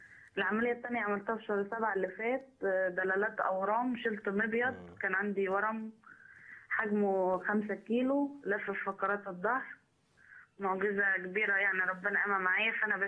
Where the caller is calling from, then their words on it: Faiyum, Faiyum Governorate, Egypt; من الفيوم.